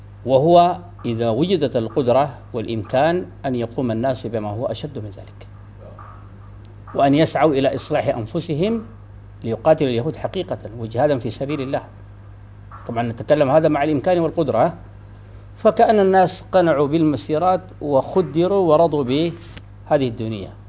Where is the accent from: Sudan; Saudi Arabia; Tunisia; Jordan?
Sudan; عندنا في السودان يعني استعمال نحن نسميه التنباك